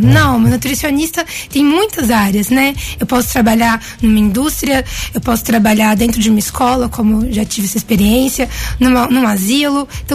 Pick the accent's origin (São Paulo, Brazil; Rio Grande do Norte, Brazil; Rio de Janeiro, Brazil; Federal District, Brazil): São Paulo, Brazil; now in Guaranésia, Brazil; sou paulistana de sangue, mas mineira de coração.